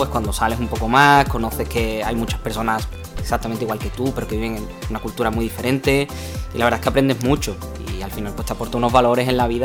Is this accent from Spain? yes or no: yes; Seville, Andalusia, Spain; Y para alguien que viene de aquí, de Sevilla, de Gelbes, que, bueno, que realmente... es todo mucho más pequeño, todo es mucho más accesible